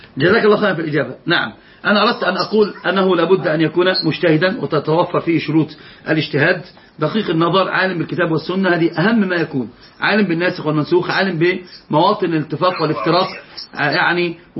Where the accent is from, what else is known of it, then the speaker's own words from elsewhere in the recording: Egypt; وضبط عندنا في مصر ضبط ثالث.